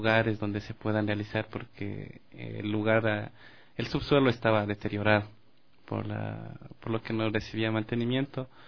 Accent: Rumiñahui, Pichincha, Ecuador; also born or lived in Quito; No, nací aquí en Quito por circunstancias de la vida, como saben decir. Pero he vivido en el cantón Rumiñahui toda mi...

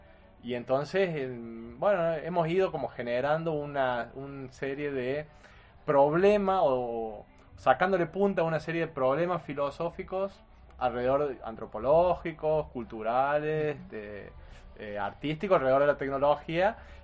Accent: Arroyito, Córdoba, Argentina; yo también crecí en Arcor, ¿no? Arcor es en Arroyito, que está Arcor, y es una ciudad netamente industrial.

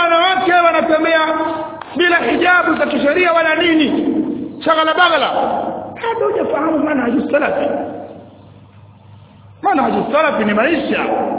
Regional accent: Tanga, Tanga Region, Tanzania; Leo mimi natoka Tanga huko ni Mdigo, nimekuja kwa ndugu zangu hapa Masalafu

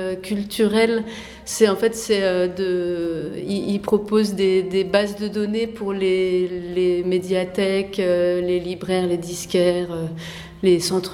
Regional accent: Nancy, Grand Est, France; born there; moi, je suis née à Nancy, c'est ma toute première exposition personnelle dans ma ville.

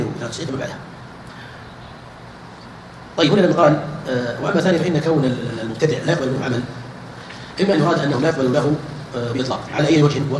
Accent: India; Arabic is a second language; احنا نعرف القران يوصل اللي طلعوا عندنا في الهند

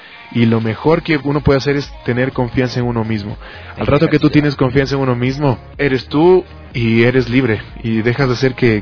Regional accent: Ecuador; fuera de mi país, de mi territorio, fuera gente que yo no conozca y que no son compatriotas y que no somos ecuatorianos

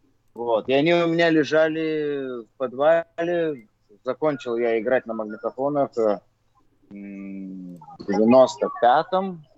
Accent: Vilnius, Vilnius County, Lithuania; Я диджей из Вильнюса, из Литвы.

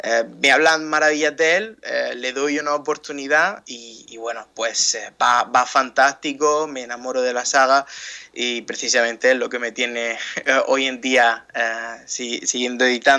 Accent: Almería, Andalusia, Spain; soy de Almería, una ciudad al sureste de España, justo en el sureste, en la esquinita sureste de la península ibérica.

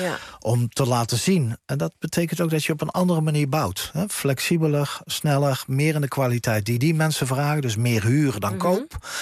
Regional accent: Zeeland, Netherlands; En ja, we zullen als Zeeuwen daarin veel uitnodigender nog kunnen zijn

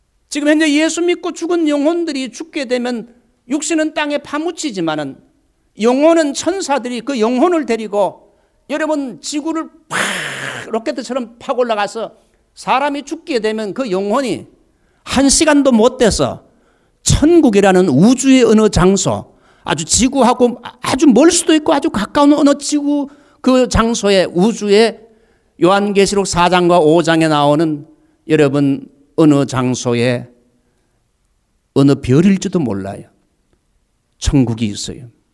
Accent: South Korea; moved away as an adult; now in United States; 분명히 외모로 볼 때 저는 한국 사람이요. 누가 봐도 저를 미국 사람이라 할 수 없는데 완전 토럴리 한국 사람인데 저는 사실 미국 국적을 가지고

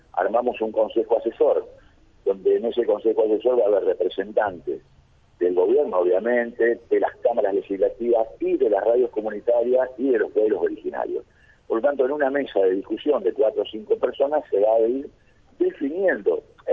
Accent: San Justo, Santa Fe, Argentina; Yo soy de San Justo y sé las dificultades que tiene la radio de Colonia Dolores

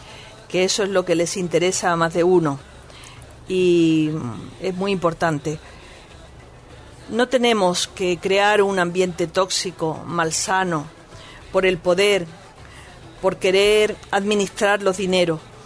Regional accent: Málaga, Andalusia, Spain; soy flamenquita, yo soy malagueña.

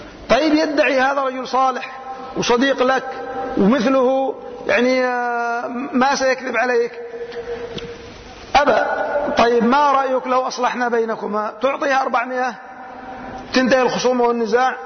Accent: Yemen; لكنها مشهورة عندنا في اليمن. يقولون وعندنا في اليمن وفي يعني بلدنا

